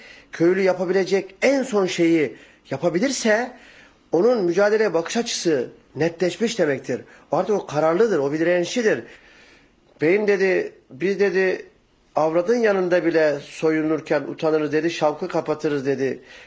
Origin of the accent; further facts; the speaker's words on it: Bergama, İzmir, Turkey; Bergamalıyım. Daha doğrusu bir Bergama köylüsü denebilir bana.